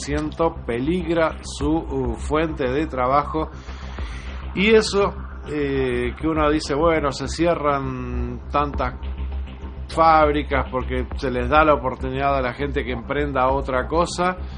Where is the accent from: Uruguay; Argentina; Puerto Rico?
Uruguay; me traiciona a mí como uruguayo